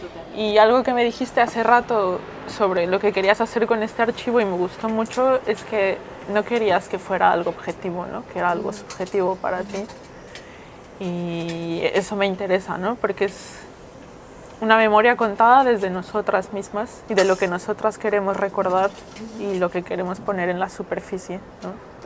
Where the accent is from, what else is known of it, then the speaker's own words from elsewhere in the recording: Mexico City, Mexico; soy dominatrix profesional, vengo de la Ciudad de México, tengo 31 años